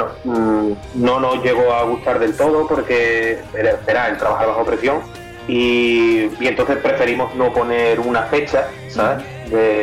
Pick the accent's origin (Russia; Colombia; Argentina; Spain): Spain; Seville, Andalusia; Somos de Sevilla, Sevilla capital, y bueno, hace muchísimos años que estamos aquí